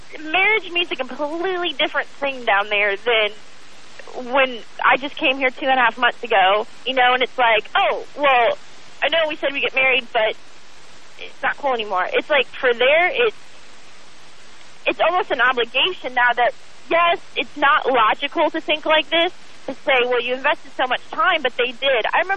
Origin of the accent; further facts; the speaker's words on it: Florida, United States; I'm from there. I'm from Florida, spent some time in Tallahassee